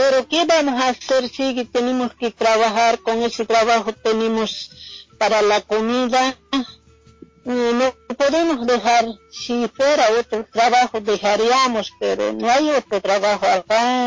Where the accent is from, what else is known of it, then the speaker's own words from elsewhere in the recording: Bolivia; moved away; Como mujeres bolivianas siempre intentamos buscar cómo salir adelante. Apenas llegamos de Bolivia, siempre a ese trabajo.